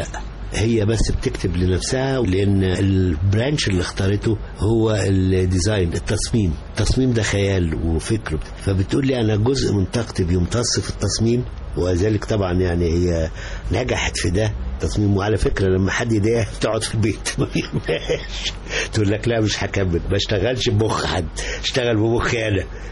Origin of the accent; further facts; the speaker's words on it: Egypt; كمصري أنا اللي أساس الكون